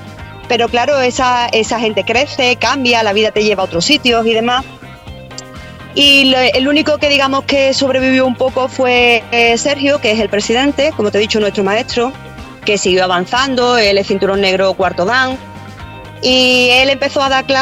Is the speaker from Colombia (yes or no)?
no; Seville, Andalusia, Spain; Yo soy de Sevilla